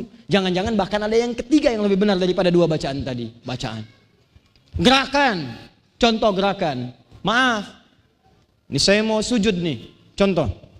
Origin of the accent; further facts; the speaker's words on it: Banten, Indonesia; Sama dengan kita orang Banten bilang sepeda.